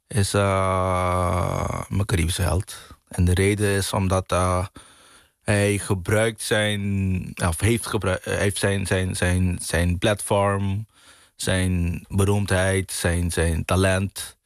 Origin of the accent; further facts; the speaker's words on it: Curaçao; born there; Ja, ik ben op Curaçao geboren.